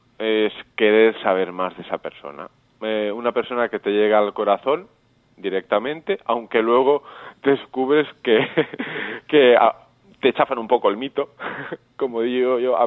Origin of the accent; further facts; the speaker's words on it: Olesa de Montserrat, Catalonia, Spain; soy de Olesa de Montserrat, Barcelona.